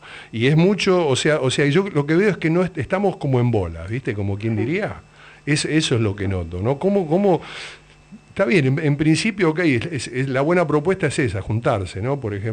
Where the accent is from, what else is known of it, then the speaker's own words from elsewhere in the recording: Lanús, Buenos Aires Province, Argentina; Pero yo vengo de los barrios, yo vengo de Lanús